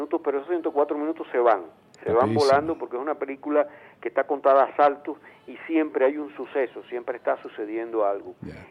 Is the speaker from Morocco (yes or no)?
no; Venezuela; lo que somos los venezolanos